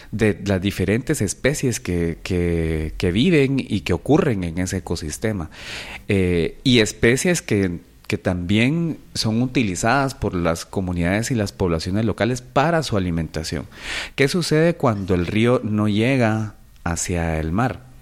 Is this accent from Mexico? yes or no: no; Guatemala; como ciudadanos y como guatemaltecos que sentimos muchos de los que estábamos ahí